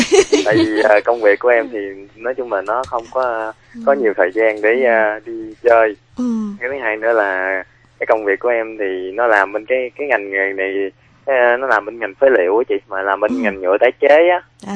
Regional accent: Mekong Delta, Vietnam; nay em 23 tuổi. Em là người miền Tây. Hiện tại em đang đi làm ở thành phố Hồ Chí Minh.

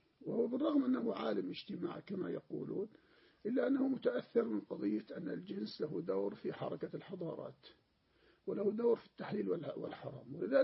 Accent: Jordan; عندنا في الأردن هكذا

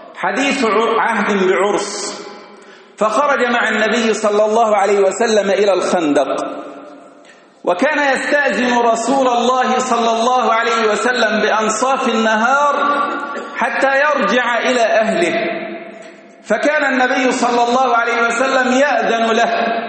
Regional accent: Kerdasa, Giza Governorate, Egypt; هذا يحدث في بلدتنا في كرداسة،

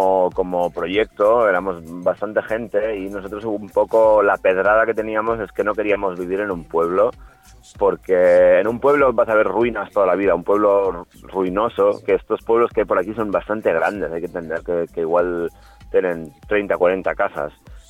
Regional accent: Catalonia, Spain; now in Aragon, Spain; aunque vivimos Aragón, procedemos mayoritariamente de Cataluña, uh-huh. Y era un núcleo de gente, éramos casi todos conocidos, nos conocíamos desde hacía tiempo, del entorno rural, como más o menos de la zona de Lleida.

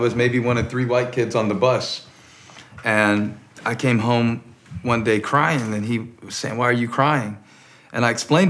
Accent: Moncks Corner, South Carolina, United States; I grew up in Monk's Corner and, you know, you had to go to school ready to fight every day. They don't believe me because it's Monk's Corner.

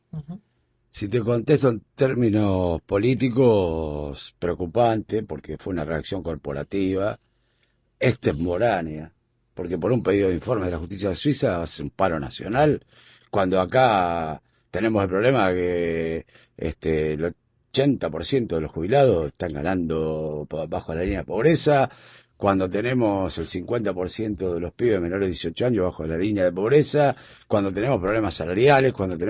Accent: Junín, Buenos Aires Province, Argentina; yo porque soy de Junín, y entonces bueno, casi todos los fines de semana termino.

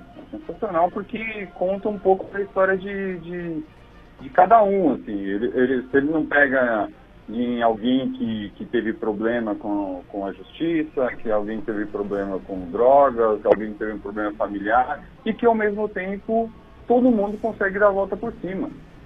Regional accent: Paraná, Brazil; moved away as an adult; now in São Paulo, Brazil; eu venho do interior. Eu sou do interior do Paraná e vim para São Paulo com 18 anos.

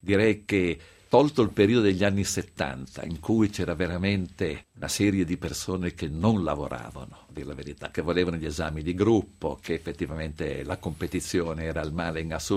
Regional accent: Genoa, Liguria, Italy; non perché sono genovese

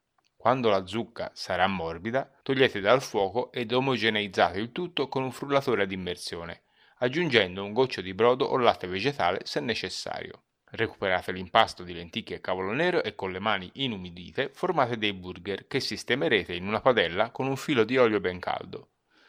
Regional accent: Florence, Tuscany, Italy; Oggi ancora di più da Fiorentino Doc mi scatta la polemica e l'accento diventa vernacolo.

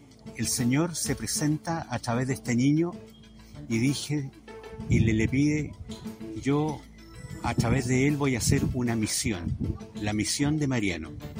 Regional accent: Quintero, Valparaíso, Chile; soy quinterana

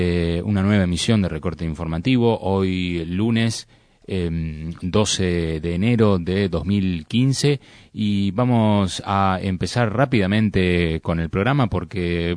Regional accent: Argentina; tenemos experiencias nosotros, como argentinos y también como clase obrera que excede, ¿no?, a la identidad de argentinos

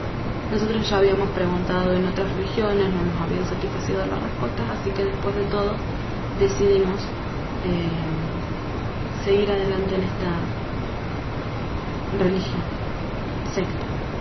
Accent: Cinco Saltos, Río Negro, Argentina; also born or lived in Lincoln; Tengo 24 años, soy de Argentina. Nací y me crié mis primeros 9 años en Cinco Saltos, provincia de Río Negro, al sur de la Argentina. Cuando cumplí 9 nos mudamos con mi hermana mayor, que me lleva 1 año, mi mamá, a Lincoln, provincia de Buenos Aires.

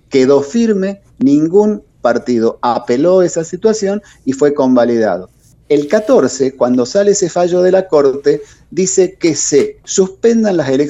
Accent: Tucumán, Argentina; la verdad, como tucumano

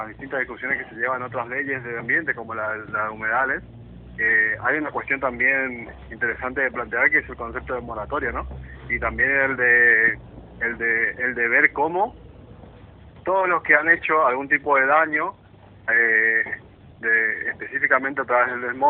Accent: Corrientes, Argentina; Yo soy de Corrientes.

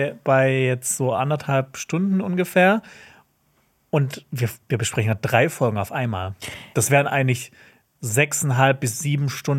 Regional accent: Baden-Württemberg, Germany; Ich komme aus dem Schwarzwald.

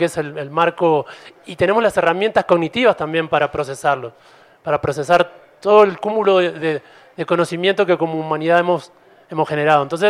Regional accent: Uruguay; Yo vengo de Uruguay, estoy de visita

